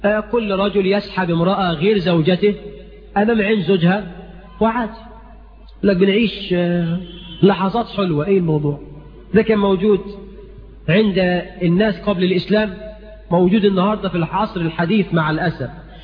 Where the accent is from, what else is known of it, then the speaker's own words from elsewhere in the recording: Egypt; قرأت في جريدة جريدة في هنا عندنا في مصر